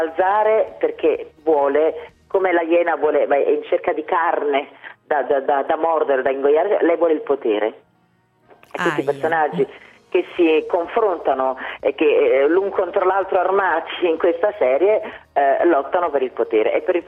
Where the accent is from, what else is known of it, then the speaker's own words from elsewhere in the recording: Naples, Campania, Italy; In più io sono napoletana, quindi so che vivo ogni giorno leggendo la cronaca nera dei miei giornali, dei quotidiani della mia città